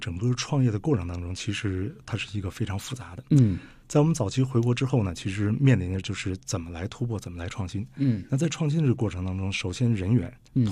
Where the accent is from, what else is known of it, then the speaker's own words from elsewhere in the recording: China; 身为中国人不够骄傲的一件事是